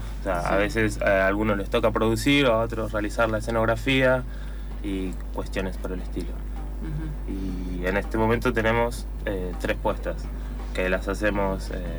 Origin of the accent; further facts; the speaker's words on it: Neuquén, Argentina; now in San Martín, Argentina; dos de los integrantes somos de Neuquén y el otro integrante es de Perú.